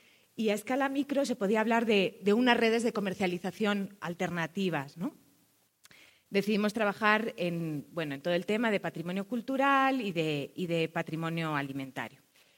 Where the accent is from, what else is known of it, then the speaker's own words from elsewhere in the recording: Spain; accent: Spanish; moved away as an adult; now in Ecuador; Como verán por mi acento, soy española, pero llevo 6 años en Ecuador. Les hago esta aclaración porque hablo como ecuatoriana, porque me siento profundamente ecuatoriana.